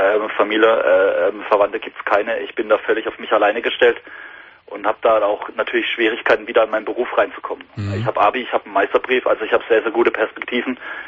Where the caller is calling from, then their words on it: Karlsruhe, Baden-Württemberg, Germany; Ich kann es ruhig sagen, ich komme aus Karlsruhe.